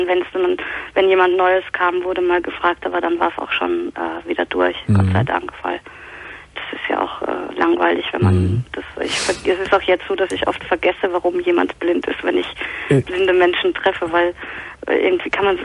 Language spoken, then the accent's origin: German; Vienna, Austria; now in Cologne, Germany; Ich bin Wienerin. Ich bin Österreicherin.